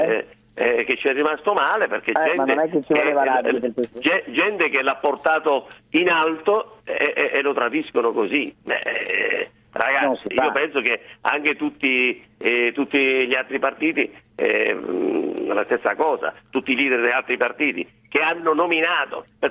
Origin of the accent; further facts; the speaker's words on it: Rovigo, Veneto, Italy; Mi so di Rovigo e non mi intrigo.